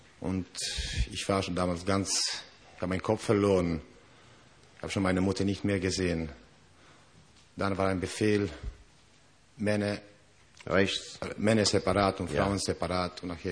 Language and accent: German; Łódź, Łódź Voivodeship, Poland; German is a second language; Ich wurde in Lodz geboren.